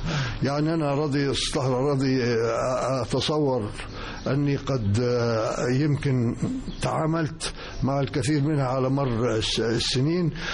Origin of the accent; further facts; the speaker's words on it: Asyut, Asyut Governorate, Egypt; احنا أسرة مصرية بسيطة متوسطة الحال، فكان وجود الجامعة في حد ذاته في مدينة أسيوط ونحن من المقيمين في مدينة أسيوط كان بالنسبة لنا ميزة كبرى